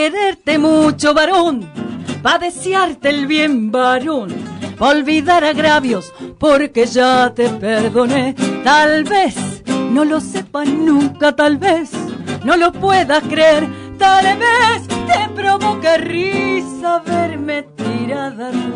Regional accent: Buenos Aires, Argentina; Bueno, nosotros somos de Capital.

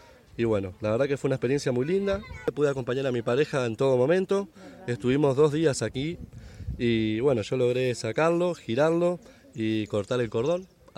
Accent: Uruguay; soy de Uruguay

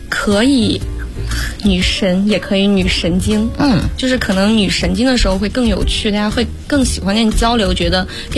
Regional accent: Changzhi, Shanxi, China; ，我来自美丽的山西省长治市。

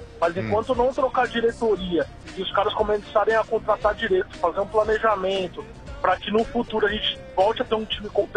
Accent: São Paulo, Brazil; eu tô aqui na Paulista, né? Mas na verdade eu sou do Jaçanã.

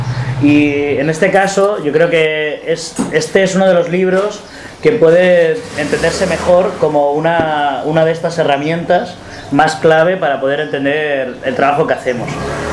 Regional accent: Barcelona, Catalonia, Spain; yo soy de Barcelona

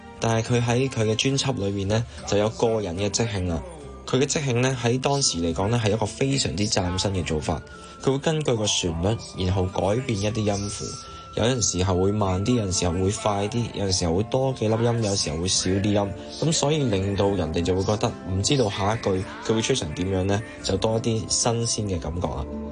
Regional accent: Hong Kong; 大家好，我是香港的爵士吉他手

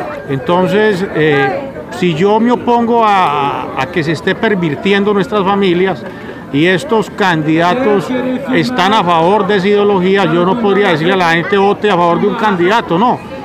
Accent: Medellín, Antioquia, Colombia; born there; Yo soy nacido aquí en Medellín.

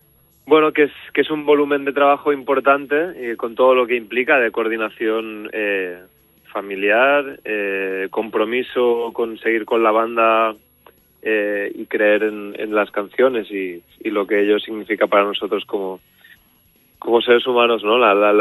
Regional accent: Ibiza, Balearic Islands, Spain; Yo somos los tres de Ibiza y nos conocemos de toda la vida

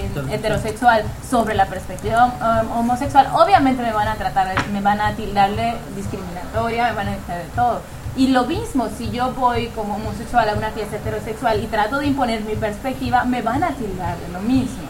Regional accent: Yucatán, Mexico; Y eso no nos quita nuestra esencia como ni mexicanos ni como yucatecos, ni niega nuestra perspectiva sexual, exacto. Yo me declaro católica, apostólica, romana, conservadora, moralina y panista

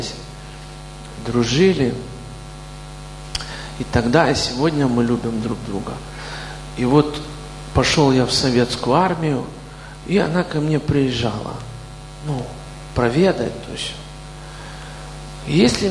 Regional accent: Kyiv, Ukraine; born there; Я родился в Киеве, и там же призвали меня.

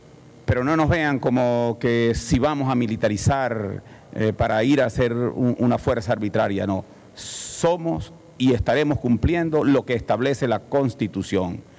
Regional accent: Venezuela; así tenemos que entenderlo los venezolanos.

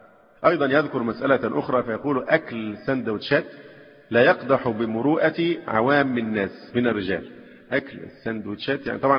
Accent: Alexandria, Alexandria Governorate, Egypt; مثلا عندنا في الإسكندرية، يمكن مش موجودة في أماكن تانية

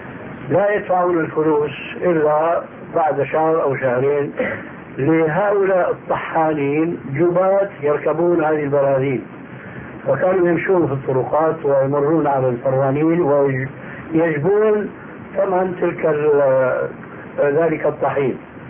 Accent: Syria; وهذا كان إلى عام قريب عندنا في سوريا يلتطيه طبقة معينة من الناس

